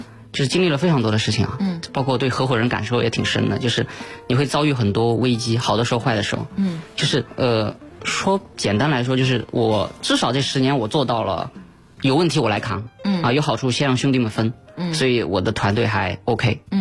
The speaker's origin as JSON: {"language": "Chinese", "region": "Sichuan", "country": "China", "said": "我们叫川菜百年世家，我四川人嘛，在四川我们做餐饮做了小一百年了"}